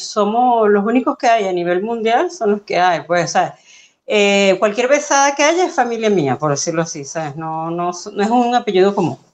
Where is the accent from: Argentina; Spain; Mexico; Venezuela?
Venezuela; aunque yo soy venezolana, mi mamá era venezolana, pero mi papá era peruano